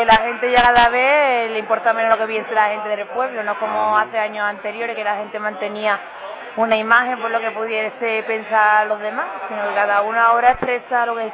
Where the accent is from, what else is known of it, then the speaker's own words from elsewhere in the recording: Gerena, Andalusia, Spain; Que es mi pueblo, que me gusta cómo es la gente